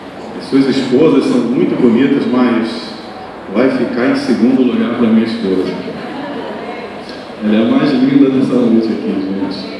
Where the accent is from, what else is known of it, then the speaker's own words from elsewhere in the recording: São Gonçalo, Rio de Janeiro, Brazil; also born or lived in Niterói; eu nasci em Niterói, mas fui criado em São Paulo. tem muito ego em São Gonçalo aqui, né? Mas eu fui criado em São Gonçalo.